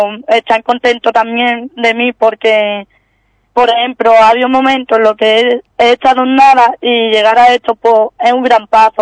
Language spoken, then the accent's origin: Spanish; Ubrique, Andalusia, Spain; a Ubrique, porque mi pueblo lo quiero llevar yo arriba como pueda